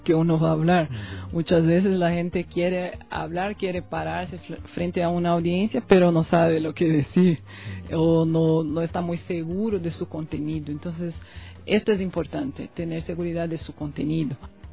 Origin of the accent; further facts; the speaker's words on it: Macaé, Rio de Janeiro, Brazil; Spanish is a second language; moved away as an adult; also born or lived in Campo Grande; now in Ecuador; Yo también soy una mezcla, digamos así. Yo nací en Campo Grande, Mato Grosso do Sul, que es en la región central de Brasil, pero a mis 14 años fui a vivir en Macaé, que es una ciudad de Río de Janeiro.